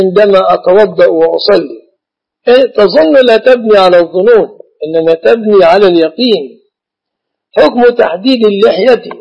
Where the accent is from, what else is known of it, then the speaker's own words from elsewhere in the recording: Jordan; الخطبة عندنا في الأردن تكون مكتوبة